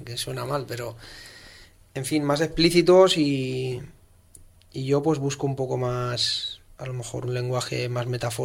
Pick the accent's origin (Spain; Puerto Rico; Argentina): Spain; Valencian Community; yo todo lo que había hecho antes lo había hecho en castellano, que es mi lengua materna. Uh-huh. Pero hablaba valenciano desde bien pequeño, por el colegio y eso...